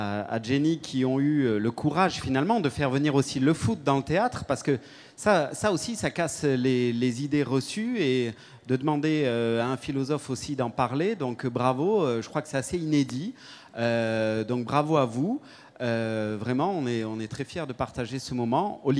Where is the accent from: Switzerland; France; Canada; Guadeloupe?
Switzerland; comme je suis suisse, je me dois de respecter le timing.